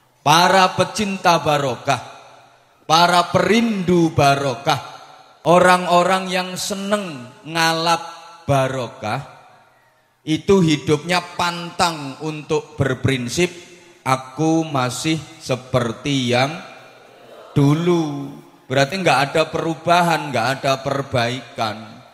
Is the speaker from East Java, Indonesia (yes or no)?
yes; Bojonegoro, East Java, Indonesia; Kalau dalam bahasa daerah saya, Bojonegoro sana, disebut to be excellent.